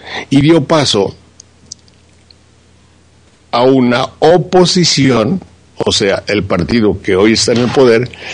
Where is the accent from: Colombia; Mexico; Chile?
Mexico; Veracruz; yo soy un ranchero de Veracruz